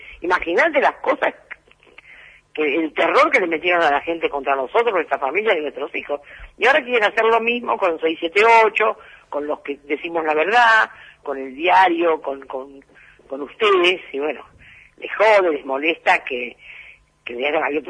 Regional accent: Punta Lara, Buenos Aires Province, Argentina; Yo vengo de Punta Lara, no pasaba nada.

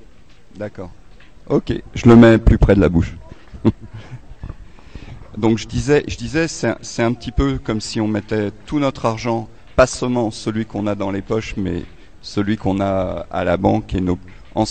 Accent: Montreuil, Île-de-France, France; je viens de Montreuil.

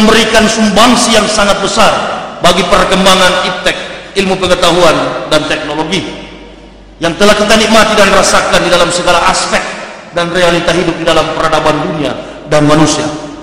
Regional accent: Manado, North Sulawesi, Indonesia; born there; Saya dilahirkan di Manado pada tanggal 30 November tahun 1970. Kurang lebih 36 tahun saya beragama Islam.

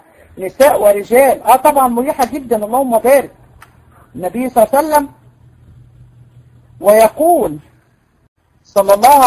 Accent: Egypt; اه موجوده عندنا في مصر.

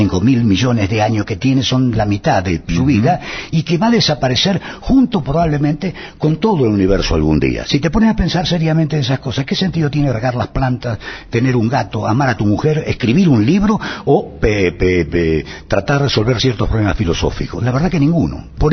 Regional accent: Argentina; Estoy tratando de ver si podemos entendernos como argentinos, aún siendo adversarios.

